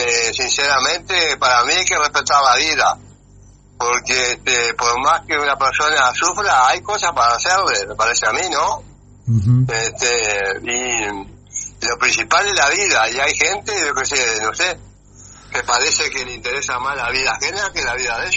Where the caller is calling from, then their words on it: Lavalleja, Uruguay; de La Valleja.